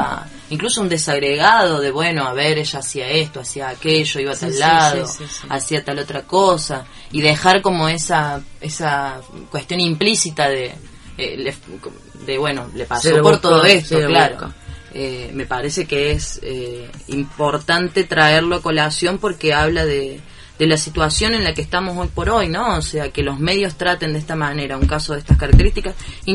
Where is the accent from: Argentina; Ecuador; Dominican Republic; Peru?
Argentina; Cruz del Eje, Córdoba; Y ahora yo soy de Cruz del Eje y voy siguiendo muy el día los hechos de allá